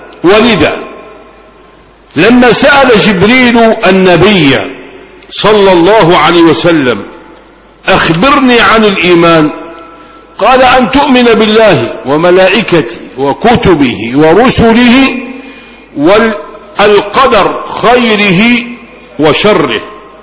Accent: Egypt; نحن أبناء مصر،

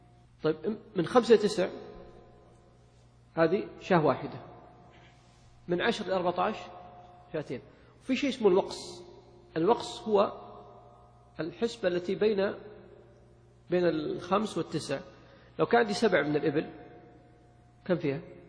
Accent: Saudi Arabia; ولكن لو طبقها في الواقع عندنا في السعودية

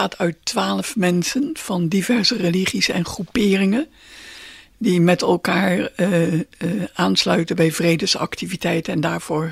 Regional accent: Netherlands; Ik bedoel, wij zijn Hollanders en we zijn gewend om in regen te wandelen en te fietsen.

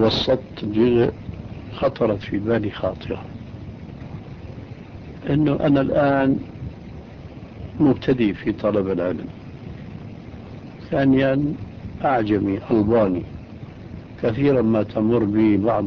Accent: Syria; كان عندنا في سوريا ريش للكتابة

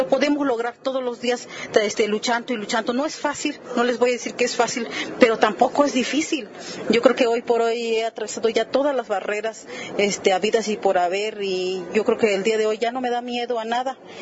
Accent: San Quintín, Baja California, Mexico; soy jornalera desde que tenía 11 años. Soy del Valle de San Quintín, Baja California.

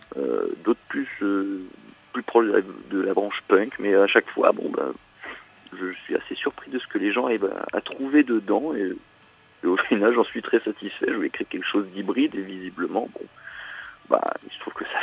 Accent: Paris, Île-de-France, France; Alors, on est de Paris.

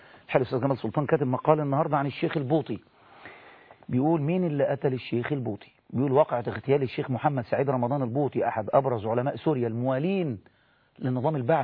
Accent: Egypt; عادي ده، عادي عندنا في مصر ده عادي

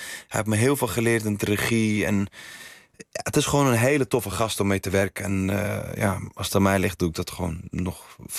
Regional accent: Amsterdam, North Holland, Netherlands; Ik kom uit Amsterdam-Oost in de jaren 80. 87 ben ik geboren.

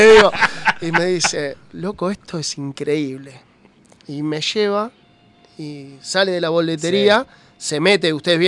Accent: Lanús, Buenos Aires Province, Argentina; Vecina de Banfield, yo soy de Lanús

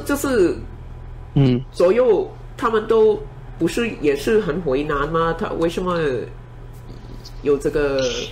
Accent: Hong Kong; 就我想我们香港人也是应该要去怎么样讲啊

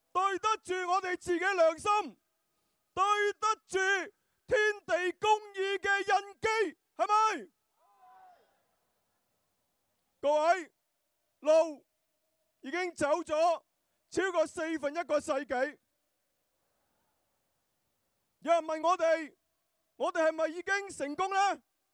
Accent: Hong Kong; 这些都是我们香港人的历史的记录，是我们香港的抗争的历史记录

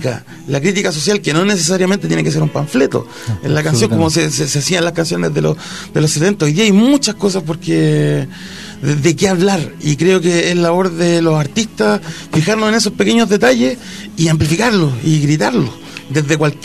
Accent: Calama, Antofagasta, Chile; vengo de Calama

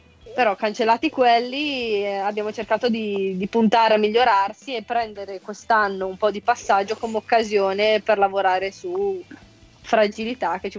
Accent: Casalbuttano, Lombardy, Italy; io ho iniziato nel mio paesino di Casalbuttano

